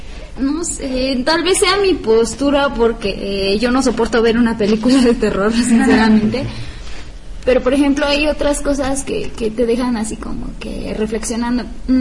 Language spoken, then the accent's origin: Spanish; Oaxaca, Mexico; now in Puebla, Mexico; como saben que yo soy de Oaxaca y que tengo realmente mucha emoción por ir en estas fechas a mi casa